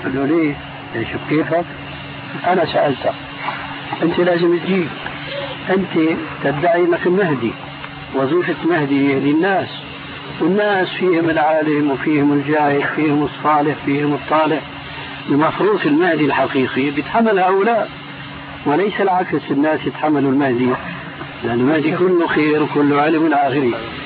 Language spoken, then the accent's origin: Arabic; Damascus, Damascus Governorate, Syria; أقول ناس عندنا في دمشق يعني